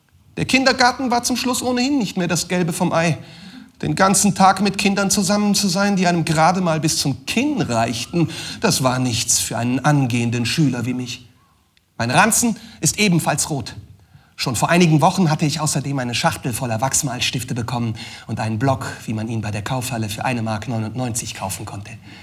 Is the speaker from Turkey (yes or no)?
yes; Turkey; Ja klar, ich bin Türke.